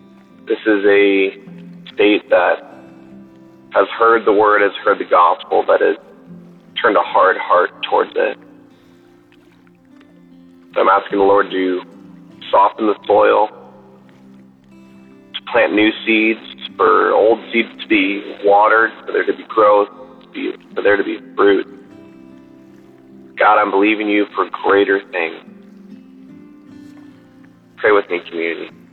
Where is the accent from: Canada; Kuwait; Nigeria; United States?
United States; California; There's another fire that's actually by my hometown, by Yosemite, that's affecting people that I used to work with. So I'm asking the community to pray for California.